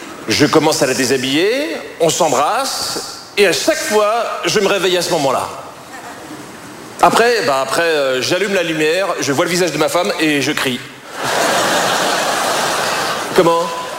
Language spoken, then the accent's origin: French; France; Mais je suis français.